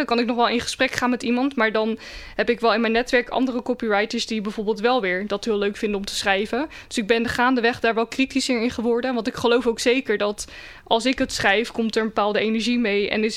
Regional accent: Rotterdam, South Holland, Netherlands; ik ben in Rotterdam geboren, ben er opgegroeid.

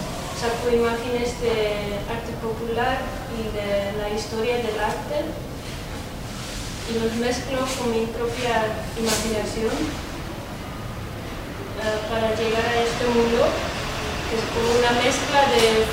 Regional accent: Netherlands; soy de Holanda

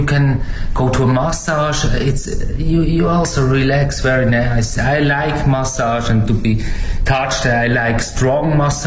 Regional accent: Switzerland; English is a second language; moved away as an adult; now in China; from Switzerland. Stay now 5 years in China.

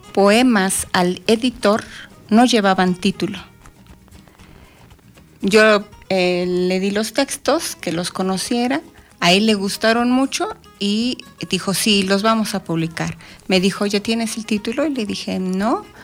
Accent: Atlautla, State of Mexico, Mexico; Yo soy de la delegación San Juan Tehuistitlán, pertenece al municipio de Atlautla, aquí de la zona de los volcanes.

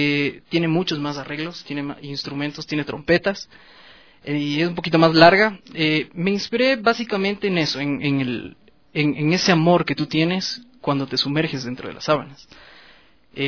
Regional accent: Quito, Pichincha, Ecuador; yo como quiteño nato, creo, nos gusta la tristeza o la melancolía

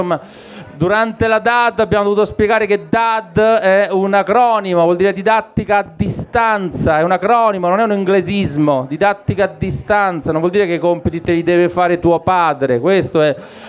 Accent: Apulia, Italy; Io sono del Salento, chi è, qualcuno è del sud, della Puglia?

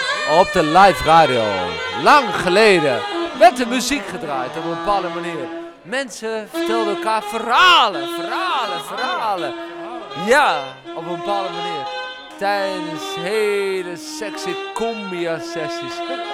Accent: Overijssel, Netherlands; Ik kom uit Twente.

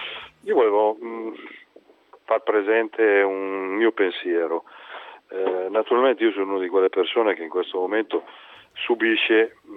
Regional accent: Lombardy, Italy; di cui io da lombardo, mi scusi, non sono un leghista

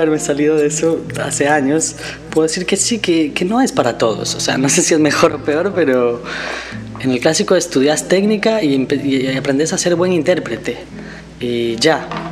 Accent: Costa Rica; moved away as an adult; Para mí se me abrió la cabeza muy grande cuando salí de Costa Rica y empecé a ver la cantidad de música popular que hay en Latinoamérica.

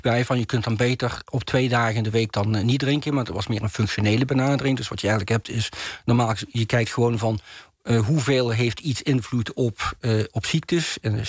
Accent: Maastricht, Limburg, Netherlands; en ik kom zelf van Maastricht af oorspronkelijk

